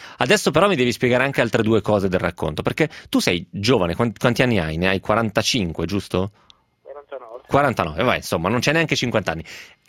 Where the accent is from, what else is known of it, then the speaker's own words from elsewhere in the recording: Romentino, Piedmont, Italy; Io sono di Romentino, quindi per me il don era sempre solo il prete.